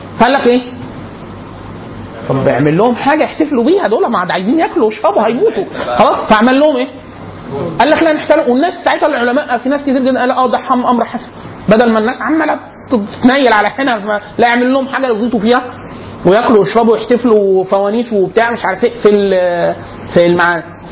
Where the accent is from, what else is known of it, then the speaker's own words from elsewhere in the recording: Upper Egypt, Egypt; انا عشان من الصعيد في مناطق، في عندنا مسجد كبير